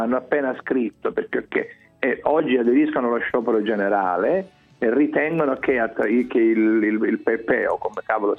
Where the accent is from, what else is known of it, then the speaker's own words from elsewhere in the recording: Sicily, Italy; Ma sai, io sono siciliano